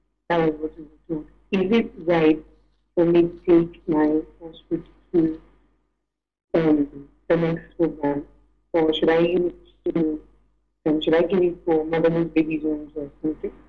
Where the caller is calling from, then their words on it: Nigeria; I'm calling from Nigeria.